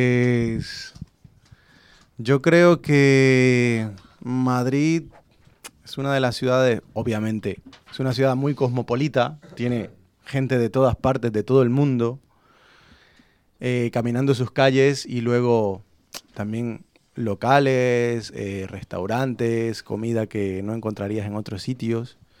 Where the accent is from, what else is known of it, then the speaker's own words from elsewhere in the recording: Bolivia; también el rock nacional en Bolivia, pues yo soy de Bolivia.